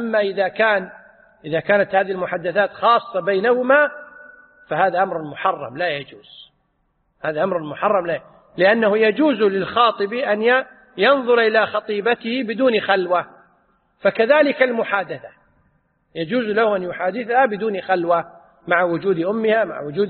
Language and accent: Arabic; Kuwait; عندنا في الكويت يقولون 0 على الشمال